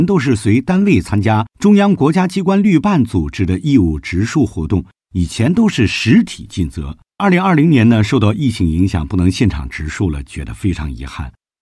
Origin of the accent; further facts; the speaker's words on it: Beijing, China; 作为中国人，我特别自豪和骄傲，作为北京人，我特别的幸福。